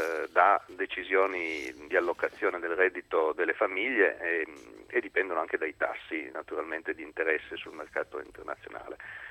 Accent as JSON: {"language": "Italian", "region": "Piedmont", "country": "Italy", "said": "alcune regioni del nord che non funzionano, tra cui la mia, io sono piemontese"}